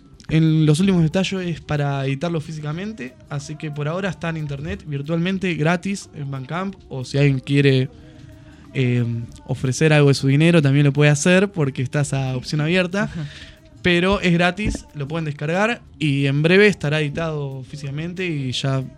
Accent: Ramos Mejía, Buenos Aires Province, Argentina; Somos, sí, somos de Ramos Mejía y los alrededores de Aedo, oeste de la provincia de Buenos Aires.

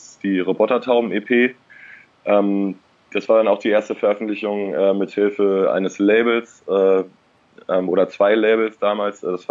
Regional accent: Eckernförde, Schleswig-Holstein, Germany; also born or lived in Kiel; now in Berlin, Germany; Aus Schleswig-Holstein, aus dem kleinen, beschaulichen Eckernförde. Kleiner Kurort direkt an der Ostsee. Und ja, von da aus erstmal in die große Stadt nach Kiel und dann weiter nach Berlin gezogen.

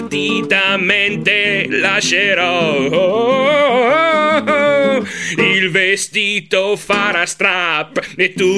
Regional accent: Genoa, Liguria, Italy; dato che io vengo da Genova, non posso esimermi

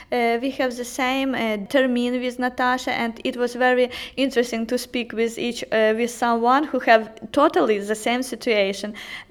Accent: Khmelnytskyi, Khmelnytskyi Oblast, Ukraine; English is a second language; I am from Khmelnytsky. It's a vast part of Ukraine. My city and city around my city has our own language.

